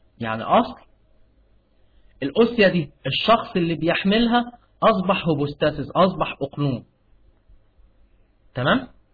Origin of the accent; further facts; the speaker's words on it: Egypt; عندنا في مصر اللي هو مطران دمياط